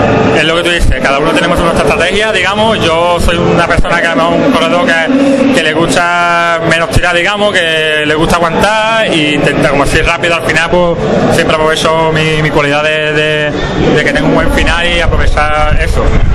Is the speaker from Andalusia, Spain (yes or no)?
yes; Rota, Andalusia, Spain; Ya te digo, soy de Rota